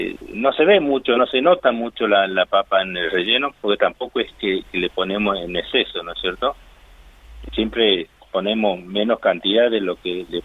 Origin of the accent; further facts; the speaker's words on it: Tucumán, Argentina; moved away; No, nosotros somos de Tucumán. Bien. Somos nacidos, criados en Tucumán. Por estas cosas de trabajo y de la vida, en el año 98, febrero del 98, llegamos acá a La Pampa.